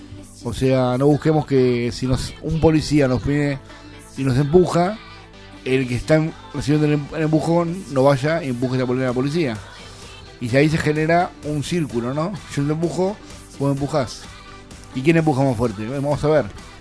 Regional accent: Quilmes, Buenos Aires Province, Argentina; Bueno, yo fui a la casa del vecino. De ahí nos fuimos caminando hasta el centro de Quilmes.

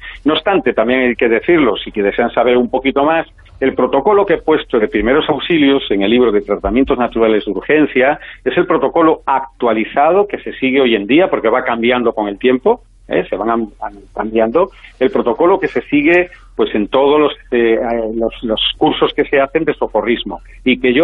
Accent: Galicia, Spain; sabes que como gallegos tenemos retranca

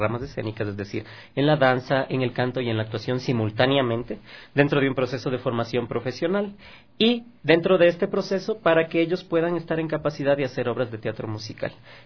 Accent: Ecuador; lo que somos como personas, como ecuatorianos, como artistas.

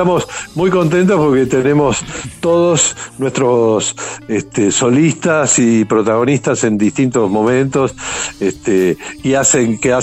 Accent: Buenos Aires, Argentina; yo soy de Boedo, y, sí, y la sala de ensayo la tenemos aquí.

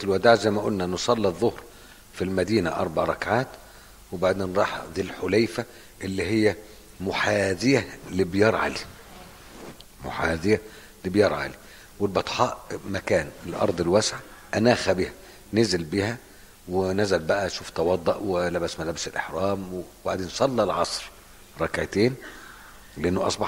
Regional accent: Egypt; يعني احنا لما بنيجي نحرم واحنا جايين من مصر

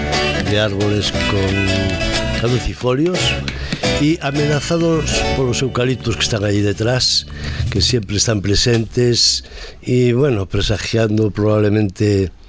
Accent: Redondela, Galicia, Spain; Yo nací en Redondela precisamente por culpa de la isla de San Simón.

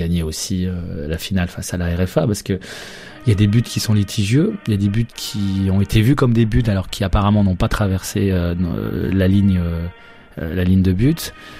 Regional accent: Lyon, Auvergne-Rhône-Alpes, France; Parce que je suis lyonnais, donc je me rappelle de ce moment-là.

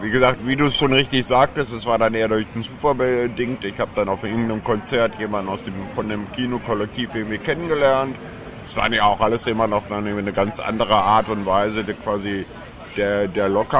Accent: North Rhine-Westphalia, Germany; ursprünglich bin ich aus dem Ruhrgebiet irgendwie

